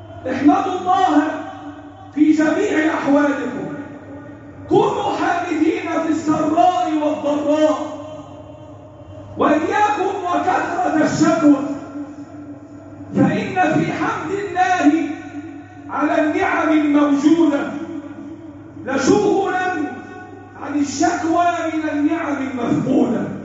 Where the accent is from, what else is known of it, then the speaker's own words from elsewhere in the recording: Egypt; اللهم احفظ بلدنا مصر